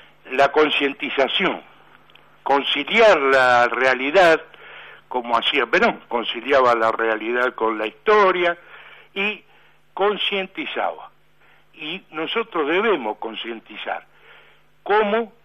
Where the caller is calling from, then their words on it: Buenos Aires, Argentina; soy de Villa del Parque